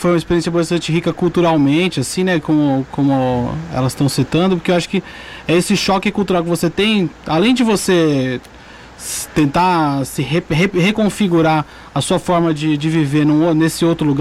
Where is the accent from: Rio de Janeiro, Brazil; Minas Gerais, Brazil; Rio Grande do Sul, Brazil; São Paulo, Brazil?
São Paulo, Brazil; now in São Carlos, Brazil; mas eu acho que a viagem que mais me mudou foi quando eu saí de São Paulo e vim morar em São Carlos.